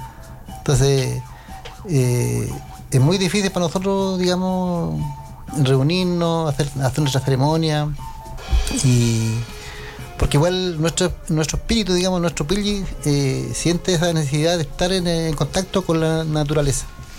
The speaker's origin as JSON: {"language": "Spanish", "town": "Lautaro", "region": "Araucanía", "country": "Chile", "said": "en mi comunidad yo soy de Lautaro. Allá no se hacía nada."}